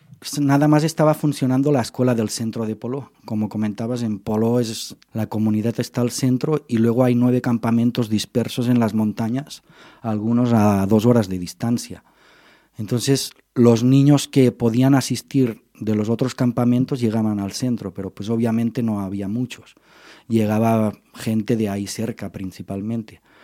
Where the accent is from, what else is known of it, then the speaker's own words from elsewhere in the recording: Lleida, Catalonia, Spain; yo que soy de Lérida